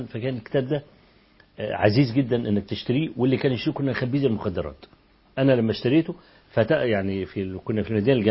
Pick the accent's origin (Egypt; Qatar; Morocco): Egypt; فكنت أمسك ورقة كده وأقول إن أنا من مصر